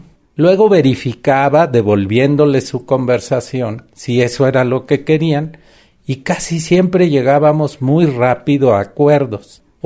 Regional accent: Guerrero, Mexico; born there; now in Mexico City, Mexico; yo nací en Guerrero, que es una sociedad muy violenta, donde la gente prefiere morirse a balazos que de hambre. Y eso lo viví desde niño. Después me vine a la Ciudad de México, volví a la Universidad de Guerrero a dar clase

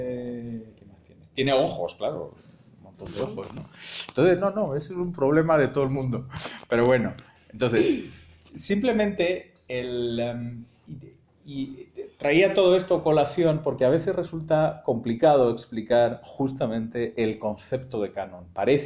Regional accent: Spain; yo soy muy, muy necio porque soy muy español

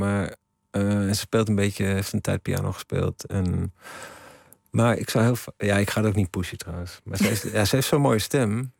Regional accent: Ermelo, Gelderland, Netherlands; Ik ben in Ermelo opgegroeid.

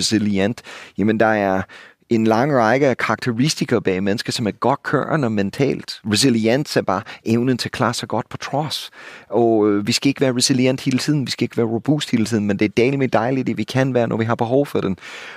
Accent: United States; now in Denmark; for mig som amerikaner, jeg er boet i jeres kære land i halvdelen af mit liv nu, jeres tankstationer lignede ikke en amerikansk tankstation for 20 år siden.

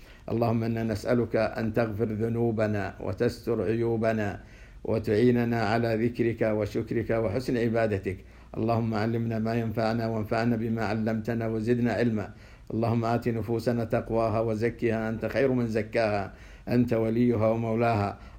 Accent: Saudi Arabia; وخير من يمثل ذلك حاليا بلادنا السعودية

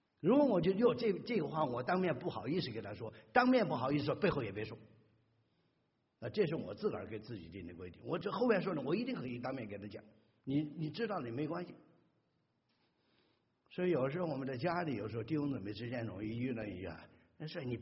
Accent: China; moved away; 尤其我们从大陆来的弟兄姊妹啊，我也是啊

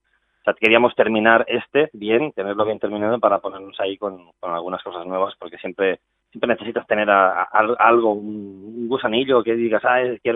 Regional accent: Spain; first language Catalan; Spanish is a second language; hacerlo en catalán, porque como es mi lengua materna, pues digo, oye, pues qué mejor que expresarme en ella.

